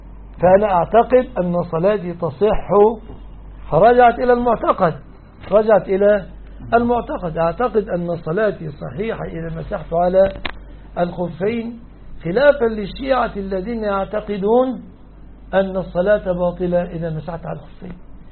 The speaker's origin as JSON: {"language": "Arabic", "country": "Egypt", "said": "لماذا أنا رجل مصري ما أعرفش إلا ولا الضالين أمين"}